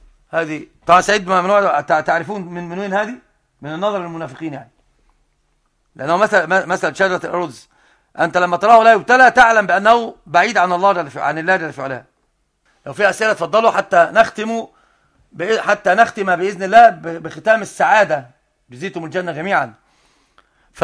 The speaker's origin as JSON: {"language": "Arabic", "country": "Egypt", "said": "عندنا في مصر بالذات"}